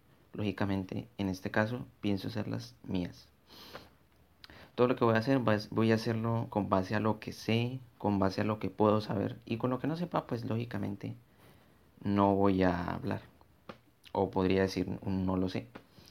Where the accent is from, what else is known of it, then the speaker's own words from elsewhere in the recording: Bogotá, Colombia; born there; now in Villavicencio, Colombia; Soy colombiano. Actualmente vivo en Villavicencio Meta, pero nací en Bogotá.